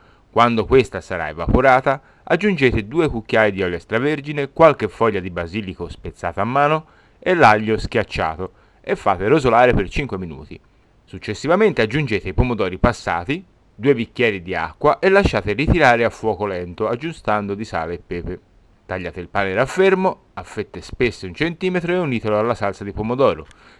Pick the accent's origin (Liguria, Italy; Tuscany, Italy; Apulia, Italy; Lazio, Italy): Tuscany, Italy; Quindi, da buon toscano